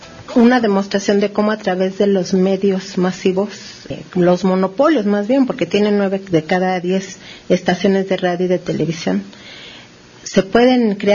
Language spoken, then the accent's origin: Spanish; Mexico; somos los mexicanos los que estamos siendo la prueba de esa vacuna.